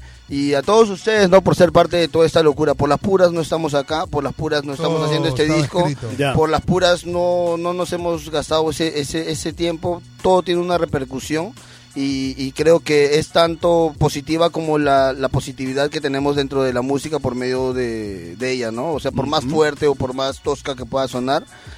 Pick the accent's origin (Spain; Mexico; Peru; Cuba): Peru; somos la mayoría peruanos